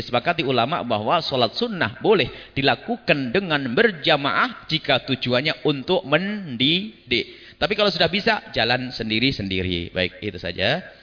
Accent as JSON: {"language": "Indonesian", "region": "East Java", "country": "Indonesia", "said": "Saya orang Jawa Timur. Banyak orang Jawa Timur itu mengatakan bulan sengsara."}